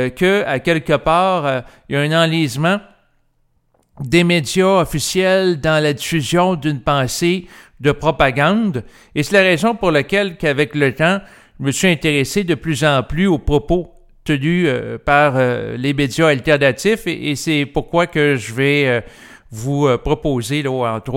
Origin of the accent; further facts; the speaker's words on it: Quebec, Canada; que ce soit pour la situation du Québec, étant donné que je suis Québécois